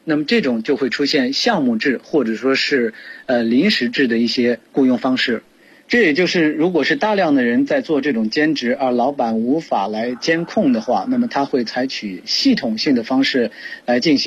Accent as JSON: {"language": "Chinese", "country": "China"}